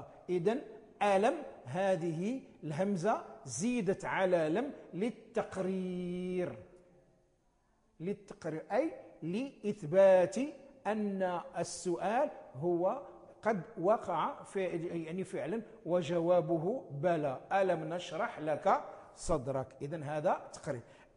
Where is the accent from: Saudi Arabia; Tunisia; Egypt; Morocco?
Morocco; نسميها نحن في عرفنا عندنا في المغرب نسميها لا ناهية